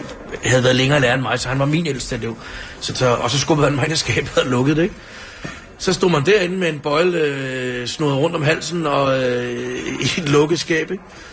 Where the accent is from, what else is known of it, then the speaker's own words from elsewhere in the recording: Ishøj, Capital Region of Denmark, Denmark; jeg er fra Ishøj, og hvad hedder det? Jeg tror, man kan gøre mange ting, men man får nok ikke helt Ishøj ud af en Ishøj-dreng.